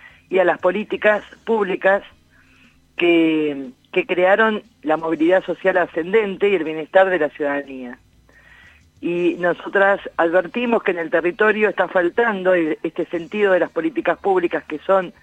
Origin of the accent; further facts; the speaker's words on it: Alta Italia, La Pampa, Argentina; Gracias por recordar que soy de Alta Italia